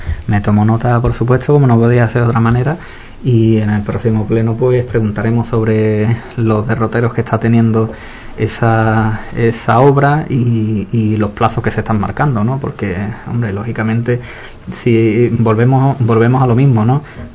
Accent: Spain; nosotros somos españoles también

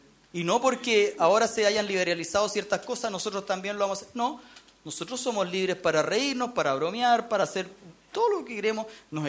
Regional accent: Chile; Formamos parte de esta sociedad, somos chilenos, formamos parte de nuestro país, no podemos estar enajenados.

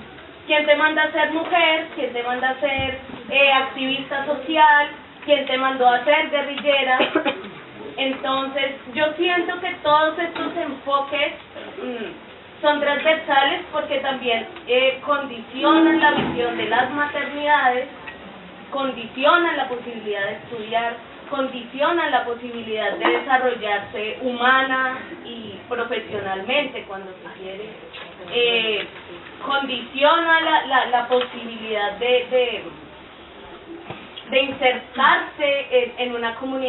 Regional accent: Colombia; soy colombiana

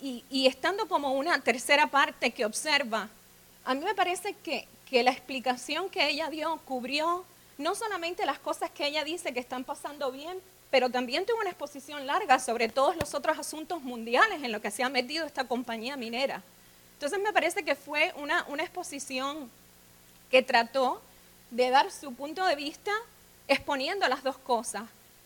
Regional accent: Cuba; vine con la impresión de que soy cubana

